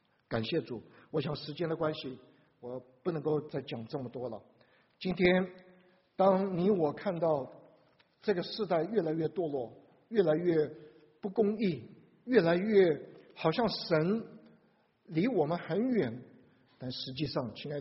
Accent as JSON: {"language": "Chinese", "country": "Taiwan", "said": "你们在座大部分都中国大陆来，我是台湾来的"}